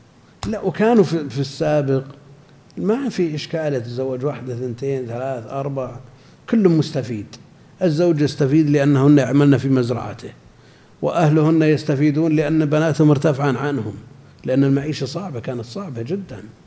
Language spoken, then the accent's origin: Arabic; Al-Qassim, Saudi Arabia; لا، عندنا في القصيم كثير